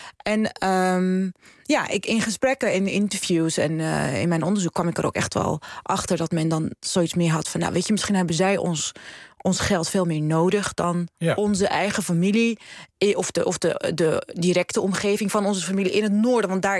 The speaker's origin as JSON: {"language": "Dutch", "country": "Morocco", "said": "ik ben niet Rifijns. Ik ben Tashlahit, zeggen we. En Nadia is toevallig dat ook. Wij komen uit het zuiden van Marokko."}